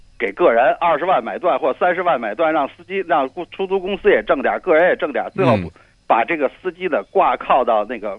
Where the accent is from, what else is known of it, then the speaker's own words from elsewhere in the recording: Beijing, China; 我们北京人基本上。